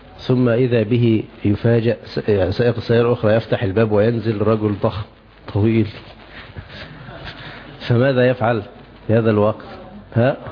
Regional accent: Egypt; يعني عندنا في مصر يقولون ايه، تنح تنح

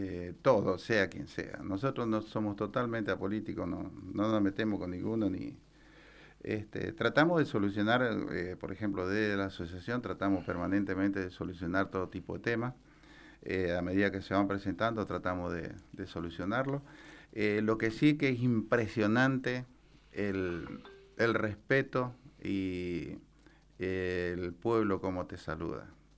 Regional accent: Paso de los Libres, Corrientes, Argentina; Correntino, de Paso de los Libres.

